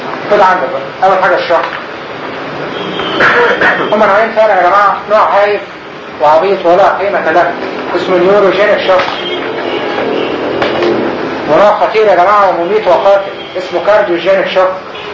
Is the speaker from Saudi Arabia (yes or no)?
no; Egypt; و70% ده فين؟ مش عندنا في مصر